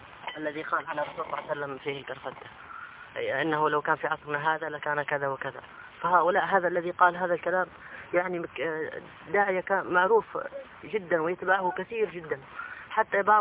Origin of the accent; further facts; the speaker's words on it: Hadhramaut, Yemen; عندنا في حضرموت فيه كل بلية